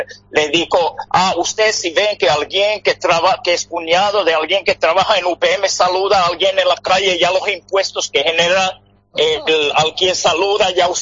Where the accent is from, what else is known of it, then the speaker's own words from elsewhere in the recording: Uruguay; mi interés por el tema de empresas de mi tierra en Uruguay surgió antes de idea de documental